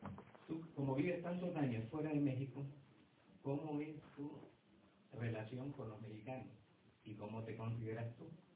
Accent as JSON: {"language": "Spanish", "country": "Honduras", "lives_now": "New York, United States", "said": "soy hondureño … pero vivo aquí en Nueva York."}